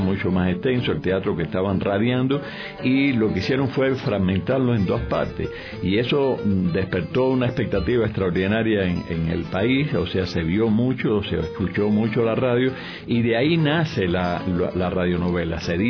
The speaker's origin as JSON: {"language": "Spanish", "country": "Cuba", "said": "lo que ha sucedido o sucedió allá en el 49-50 con la televisión en mi país, en Cuba"}